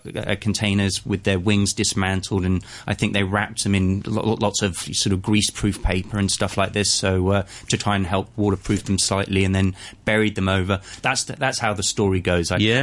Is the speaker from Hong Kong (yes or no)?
yes; Hong Kong; I was born and raised here in Hong Kong